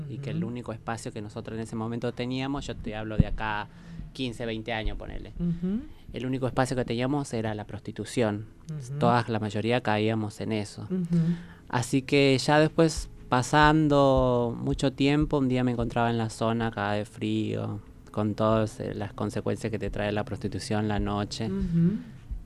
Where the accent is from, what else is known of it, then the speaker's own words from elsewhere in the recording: Jujuy, Argentina; now in Buenos Aires, Argentina; yo soy jujeña, oriunda de Jujuy, así que me vine a Buenos Aires buscando otra oportunidad